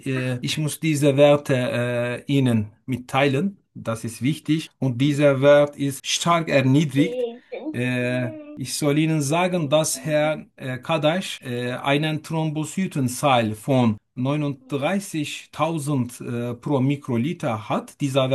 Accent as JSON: {"language": "German", "country": "Turkey", "second_language": "German", "moved": "as an adult", "lives_now": "Simmerath, Germany", "said": "ich komme aus der Türkei. Ich bin 41 Jahre alt und ich lebe seit etwas mehr als 2,5 Jahren in Deutschland."}